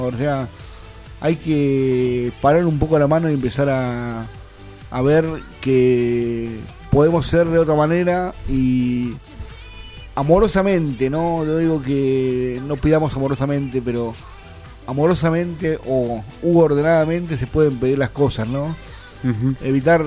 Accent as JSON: {"language": "Spanish", "town": "Quilmes", "region": "Buenos Aires Province", "country": "Argentina", "said": "Bueno, yo fui a la casa del vecino. De ahí nos fuimos caminando hasta el centro de Quilmes."}